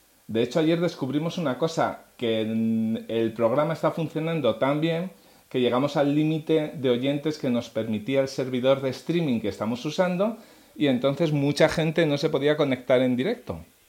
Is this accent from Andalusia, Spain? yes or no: no; Asturias, Spain; Yo como soy asturiano, pues se me da bien, porque puedo decirles vecines sin ningún problema.